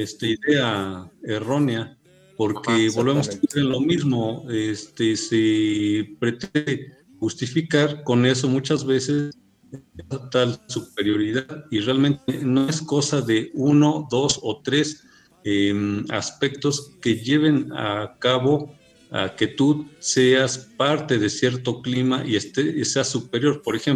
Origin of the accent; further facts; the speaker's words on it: Mexico; Esta situación mestiza que nos hace ser como mexicanos, ¿no?